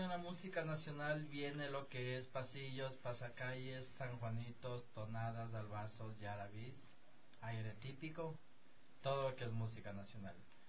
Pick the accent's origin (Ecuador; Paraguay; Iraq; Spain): Ecuador; Guaranda, Bolívar; Yo vengo de la provincia de Bolívar, de la ciudad de Guaranda